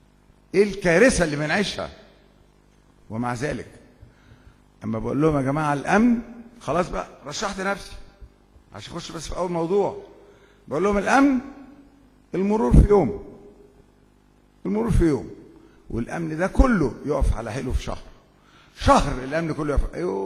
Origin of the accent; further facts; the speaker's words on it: Egypt; عندنا في الريف المصري بيجأروا بالشكوى